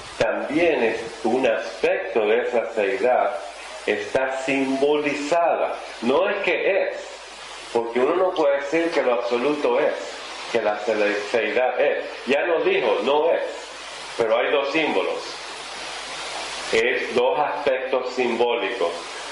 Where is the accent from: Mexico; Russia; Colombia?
Russia; yo también soy rusa como Madame Blavatsky.